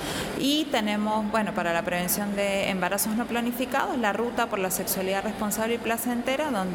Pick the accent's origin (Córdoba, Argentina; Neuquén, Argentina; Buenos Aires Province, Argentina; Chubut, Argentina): Córdoba, Argentina; now in Venezuela; Yo soy argentina, soy de Córdoba, pero vivo en Venezuela hace 12 años